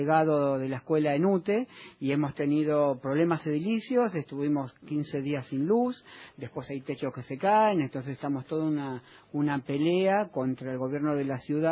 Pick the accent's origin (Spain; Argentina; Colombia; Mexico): Argentina; Buenos Aires; now in Ramos Mejía, Argentina; Soy porteño, pero vivo en el conurbano, en Ramos Mejía.